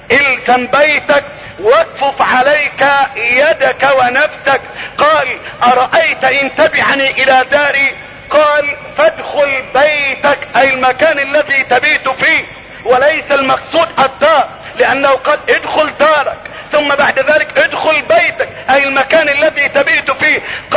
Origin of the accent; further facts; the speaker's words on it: Egypt; بلدتنا مصر